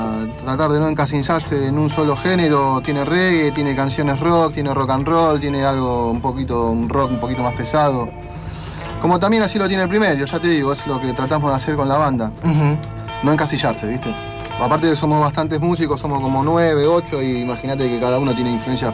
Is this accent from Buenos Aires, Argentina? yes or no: yes; Villa Lugano, Buenos Aires, Argentina; Somos de Lugano, de Villa Celina